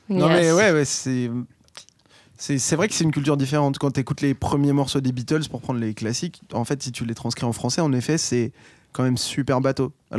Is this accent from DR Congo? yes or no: no; France; On nous dit qu'on ne parle pas français comme des Américains, mais en même temps, on est français